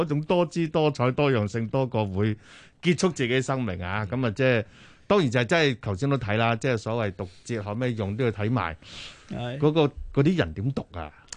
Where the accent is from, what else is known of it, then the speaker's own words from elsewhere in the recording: Guangdong, China; 即係係我哋廣東人添啊